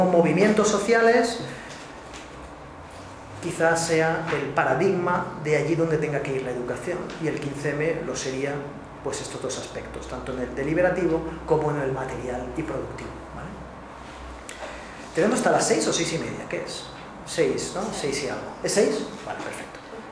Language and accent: Spanish; Valencia, Valencian Community, Spain; La plaza, yo soy de Valencia